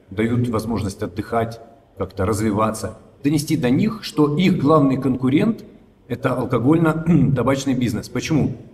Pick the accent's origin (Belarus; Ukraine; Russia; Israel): Russia; Rostov-on-Don, Rostov Oblast; я вообще из Ростова-на-Дону